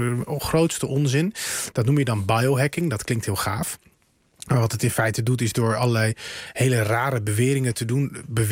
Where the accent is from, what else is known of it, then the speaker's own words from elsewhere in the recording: North Holland, Netherlands; Ja, weet je, ik kom uit het Gooi.